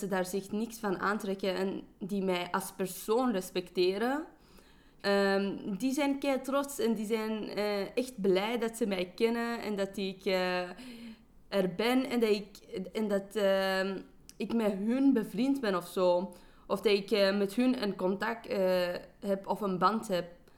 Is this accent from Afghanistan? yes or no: yes; Afghanistan; Maar dan heb je de Afghaanse gemeenschap. En daar word ik ook niet altijd gezien als een Afghaan. Want ja, ik ben kei westers en ik heb andere ideeën.